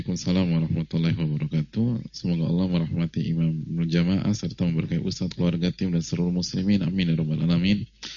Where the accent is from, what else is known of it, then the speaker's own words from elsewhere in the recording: Yogyakarta, Special Region of Yogyakarta, Indonesia; Saya dari Jogja dan ibu dari Lampung.